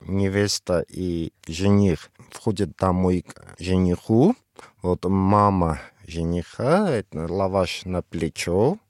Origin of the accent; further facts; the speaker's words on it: Vanadzor, Lori, Armenia; Группа из моего родного города. Город называется Ванадзор.